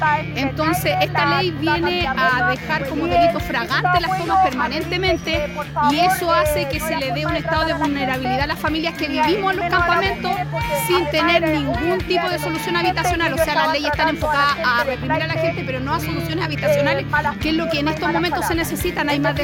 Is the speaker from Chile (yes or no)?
yes; Chile; como chilenos merecemos vivir de una manera digna.